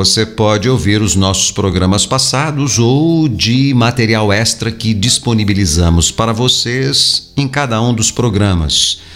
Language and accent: Portuguese; São Paulo, Brazil; now in Minas Gerais, Brazil; eu não sou mineiro, mas sou mineiro de coração. Sou natural de São Paulo, capital, mas já me integrei à vida aqui da região e acho que sou mais mineiro do que qualquer mineiro. Não saio daqui mais.